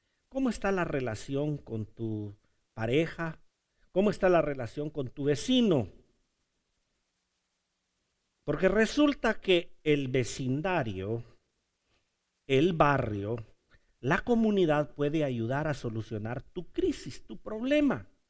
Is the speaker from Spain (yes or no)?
no; Honduras; Es que soy hondureño, ay, perdonen.